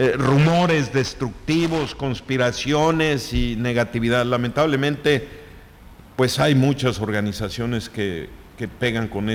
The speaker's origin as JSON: {"language": "Spanish", "country": "Mexico", "said": "así somos los mexicanos"}